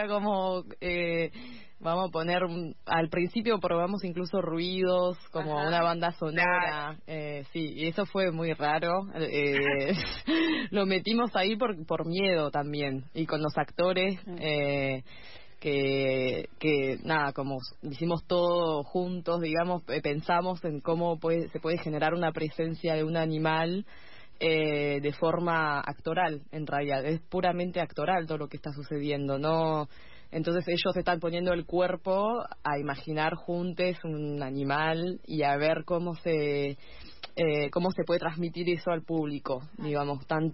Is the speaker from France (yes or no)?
yes; France; yo soy francesa